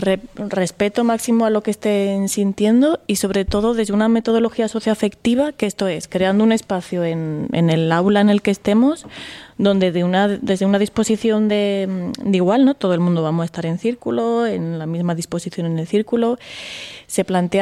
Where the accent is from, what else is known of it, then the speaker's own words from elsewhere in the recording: Aragon, Spain; born there; que soy yo, mañica de nacimiento, andaluza de corazón.